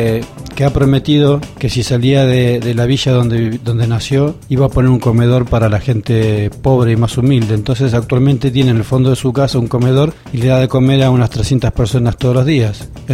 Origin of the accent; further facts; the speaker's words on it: Argentina; por cómo somos muchos argentinos